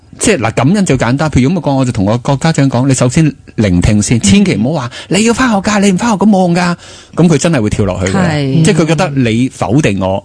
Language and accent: Cantonese; Hong Kong; 因为我哋香港人好习惯好自我中心，即系以自己为本啊